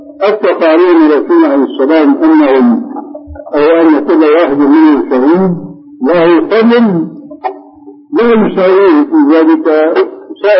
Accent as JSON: {"language": "Arabic", "country": "Syria", "said": "عندنا في سوريا كان شاهد قصه رجل في الحرب"}